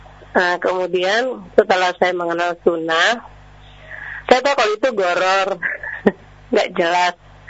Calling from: Bekasi, West Java, Indonesia; Saya dari Umu Yanda di Bekasi.

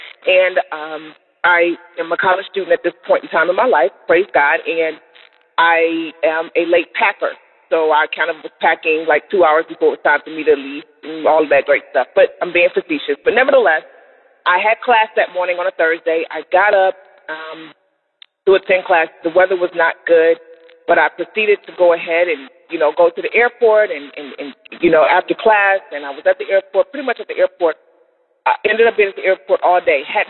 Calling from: Cleveland, Ohio, United States; I'm calling from Cleveland, Ohio.

